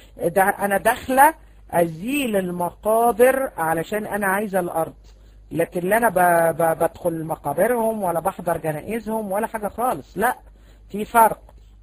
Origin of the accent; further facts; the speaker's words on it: Egypt; احنا عندنا في مصر بنسميها خرابة.